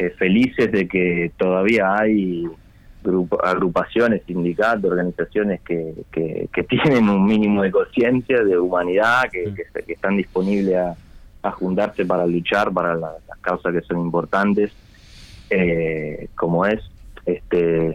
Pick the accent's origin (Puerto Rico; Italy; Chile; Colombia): Italy; Spanish is a second language; moved away as an adult; now in Uruguay; yo por ejemplo vivo en Uruguay hace 6 años, pero soy italiano, me crié en Italia